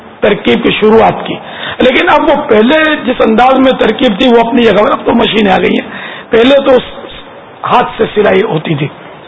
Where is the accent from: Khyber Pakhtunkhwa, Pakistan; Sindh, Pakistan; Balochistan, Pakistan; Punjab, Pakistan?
Sindh, Pakistan; Karachi; میں ملیر کھوکھرا پار سے آیا ہوا ہوں.